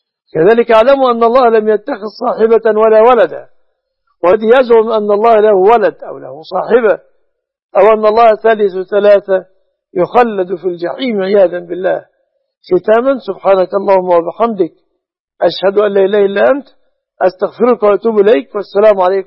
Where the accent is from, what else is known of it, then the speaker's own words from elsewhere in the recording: Egypt; أن يحفظ بلادنا مصر